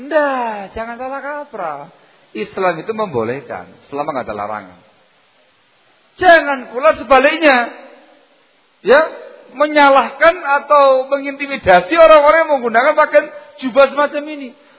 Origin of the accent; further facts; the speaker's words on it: East Java, Indonesia; Karena saya orang Jawa Timur